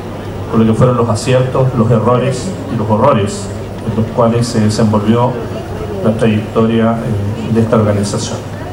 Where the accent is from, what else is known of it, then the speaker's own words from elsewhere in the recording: Los Vilos, Coquimbo, Chile; also born or lived in Illapel; yo soy nacido en la región, nací en Illapel hace ya bastante tiempo, y siempre digo que no me formé, sino que me deformé en los vilos.